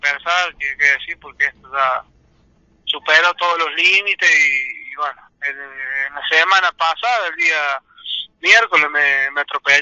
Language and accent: Spanish; Villa Mercedes, San Luis, Argentina; como ciudadano de Villa Mercedes, porque nací acá en Villa Mercedes y soy de provincia de Salvita